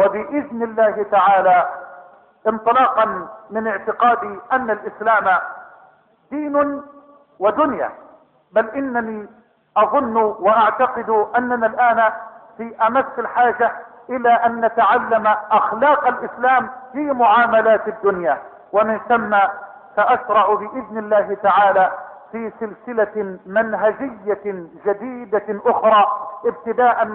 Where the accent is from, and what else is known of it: Egypt